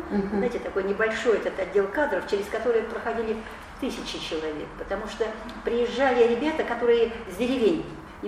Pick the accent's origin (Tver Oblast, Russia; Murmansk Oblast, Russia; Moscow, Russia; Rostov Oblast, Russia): Murmansk Oblast, Russia; Murmansk; born there; Знаете, родилась я в Мурманске, в горящем Мурманске, можно сказать, 1945 год, январь, 16 января.